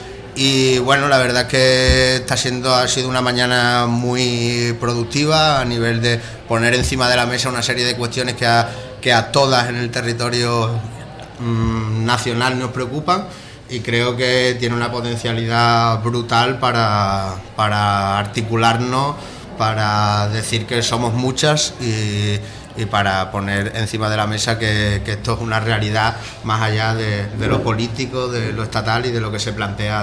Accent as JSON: {"language": "Spanish", "town": "Los Santos de Maimona", "region": "Extremadura", "country": "Spain", "said": "yo vengo de Los Santos de Maimona, de la periferia extremeña, pues de la periferia de la periferia."}